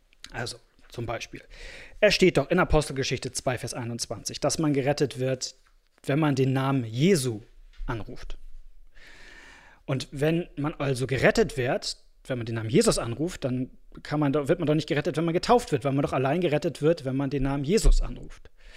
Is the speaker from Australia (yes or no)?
no; Kazakhstan; und da gibt es auch keine Kirchenbücher in dem kleinen Dorf in Kasachstan, wo ich groß geworden bin